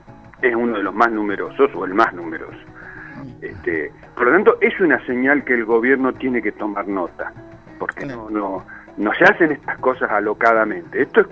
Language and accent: Spanish; Neuquén, Argentina